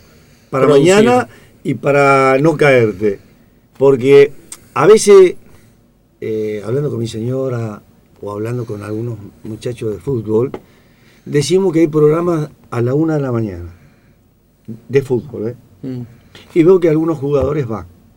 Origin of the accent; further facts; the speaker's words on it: Corrientes, Argentina; Y cuando yo tenía 16 años, que todavía estaba en Corrientes. Yo soy de Corrientes, 1000 kilómetros de Buenos Aires.